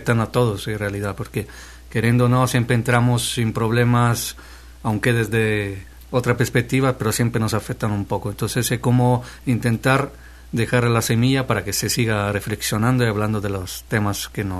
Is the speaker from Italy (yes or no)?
yes; Italy; now in Guatemala; mis orígenes, que soy italiano, aunque vivo en Guatemala.